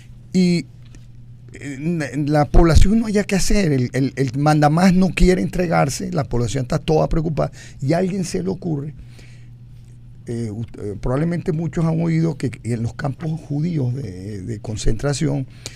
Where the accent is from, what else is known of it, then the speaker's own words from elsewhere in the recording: Venezuela; Sí, como somos los venezolanos.